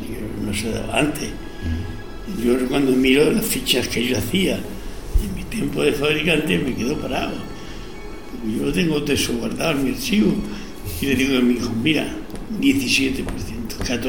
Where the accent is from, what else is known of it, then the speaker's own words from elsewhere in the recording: Huelma, Andalusia, Spain; Yo soy de mi huerma, soy muy de mi pueblo.